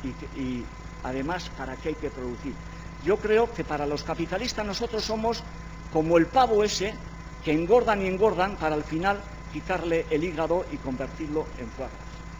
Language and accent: Spanish; Basque Country, Spain; born there; en el pueblo de donde yo nací, en el País Vasco